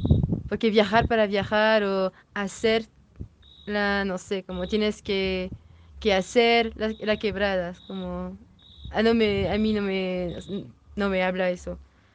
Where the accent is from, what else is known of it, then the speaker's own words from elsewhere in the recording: France; Spanish is a second language; Soy francesa, pero he vivido un rato en Valparaíso, 9 meses.